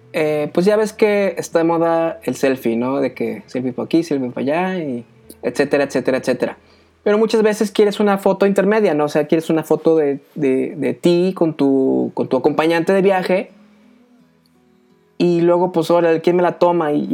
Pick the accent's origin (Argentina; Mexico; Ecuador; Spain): Mexico; como buen mexicano, pues guardo mi reflex, saco mi celular